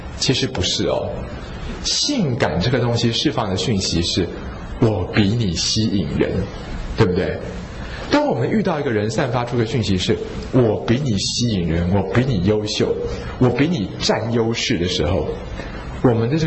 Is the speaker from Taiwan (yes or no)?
yes; Taiwan; 但是我觉得作为一个台湾人哦，大部分的时候我们都会败给恐惧